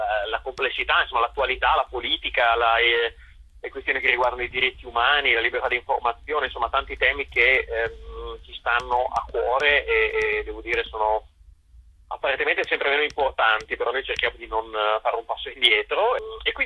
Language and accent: Italian; Bitonto, Apulia, Italy; non dalla Puglia, da Bitonto, il mio paese